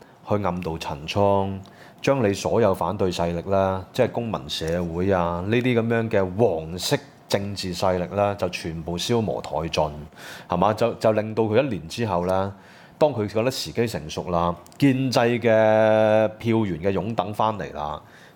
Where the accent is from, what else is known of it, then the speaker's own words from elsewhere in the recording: Hong Kong; 但我們香港人呢，喂，講真的，一個人被人拉是全城支援的